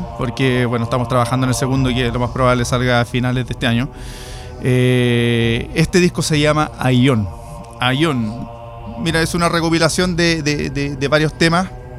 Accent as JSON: {"language": "Spanish", "region": "Antofagasta", "country": "Chile", "tie": "born or raised there", "said": "nosotros estamos al lado de Calama, estamos a 3 horas de Calama, nosotros somos oriundos de Antofagasta"}